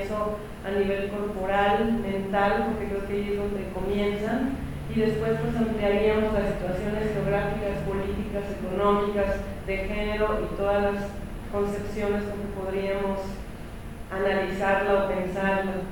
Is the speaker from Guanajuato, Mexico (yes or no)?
yes; Guanajuato, Mexico; yo nací en Guanajuato, crecí en Guanajuato, mi familia toda está en Guanajuato